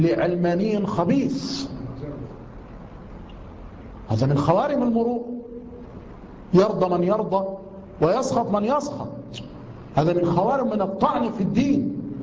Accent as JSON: {"language": "Arabic", "country": "Egypt", "said": "السفهاء عندنا في مصر"}